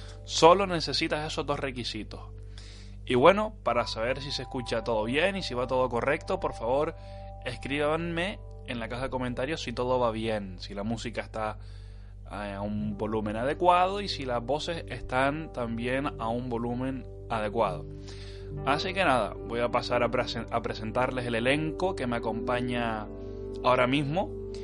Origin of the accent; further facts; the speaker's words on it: Canary Islands, Spain; para Yudoka y para mí, que somos unos isleños de las Islas Canarias, son las 11 y 10 de la noche.